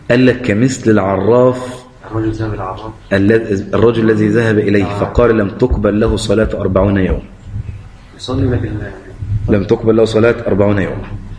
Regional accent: Egypt; عشان تضيف عندنا في مصر العزيزة

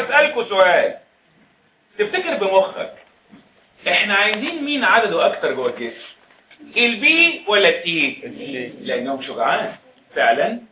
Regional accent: Egypt; المدارس العسكريه عندنا في مصر خرجت دفعات كتيره

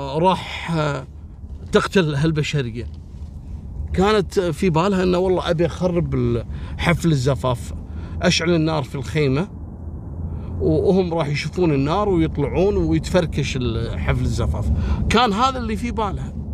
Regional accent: Kuwait; عندنا في الكويت

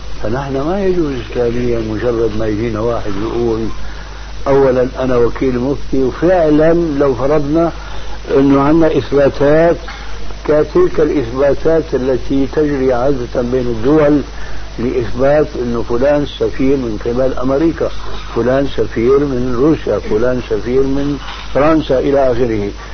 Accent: Damascus, Damascus Governorate, Syria; المهم كان عندنا في دمشق

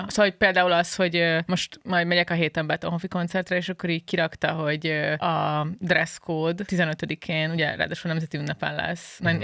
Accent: Hungary; Szóval én azért el vagyok itt Magyarországon magyarként.

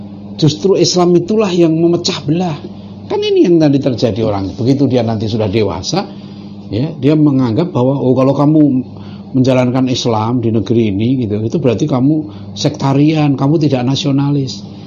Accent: Java, Indonesia; Saya sebagai orang Jawa di Malaysia itu merasa terhormat. Anak saya waktu dulu sempat saya 2 tahun tinggal di Kuala Lumpur, tahun 2003 sampai 2005.

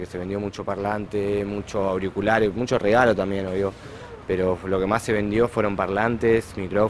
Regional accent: Cañuelas, Buenos Aires Province, Argentina; Soy acá de Cañuelas

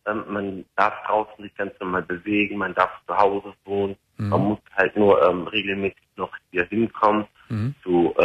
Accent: Cologne, North Rhine-Westphalia, Germany; Bin ja aus Köln.

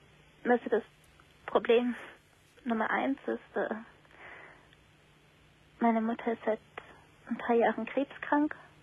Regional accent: Greece; now in Germany; wir kommen aus Griechenland und da läuft das alles ein bisschen anders

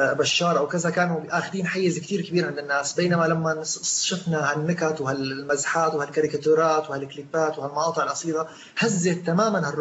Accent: Syria; نحن كسوريين عندنا رصيد وتاريخ بالنجاح بثوراتنا

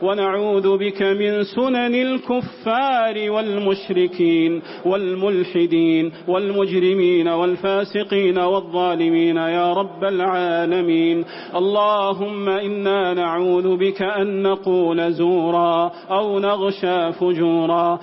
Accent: Saudi Arabia; اللهم أدم على بلادنا المملكة العربية السعودية بلاد الحرمين والشريفين أمنها وأمانها

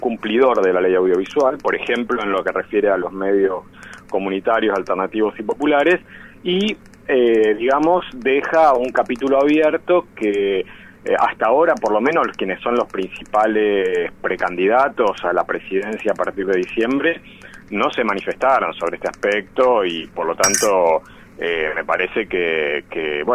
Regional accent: Santa Fe, Argentina; now in Buenos Aires, Argentina; pero hace mucho que no vivo en Santa Fe, o sea, décadas y décadas. Entonces, soy de origen santafesino, pero vivo en Buenos Aires

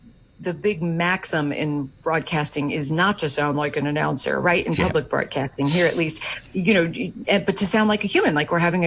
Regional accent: New York, United States; My mother always told me these stories when I was growing up in New York in the 70s.

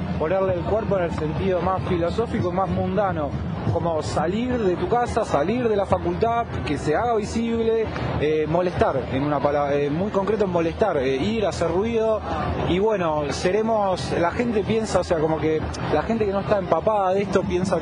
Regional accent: Uruguay; now in Argentina; Yo particularmente soy de Uruguay, soy extranjero

